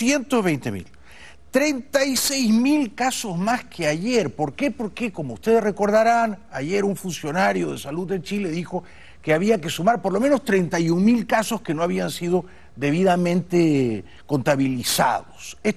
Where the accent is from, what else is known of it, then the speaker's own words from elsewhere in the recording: Peru; me temo que mi país de origen, el Perú, habrá superado también a España